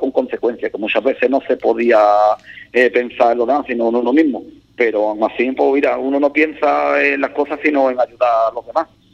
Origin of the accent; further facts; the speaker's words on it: Ubrique, Andalusia, Spain; mi casa, mi pueblo, estoy súper orgulloso de Ubrique, y mi vida está aquí en el pueblo, mi madre, mi familia, mi mujer, mi hijo y... Y aquí, Ubrique para mí es muy especial.